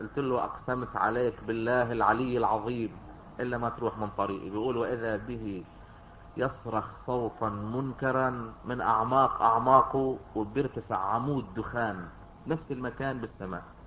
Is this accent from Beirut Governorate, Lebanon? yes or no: no; Yater, Nabatieh Governorate, Lebanon; بدي اقول لكم قصة حدث بها شخص فلاح متواضع من قريتنا من ياطر